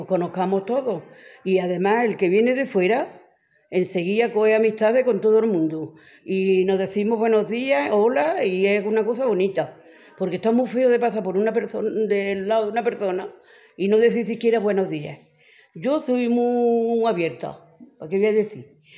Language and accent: Spanish; Yunquera, Spain; estoy muy orgullosa de ser yunquerana.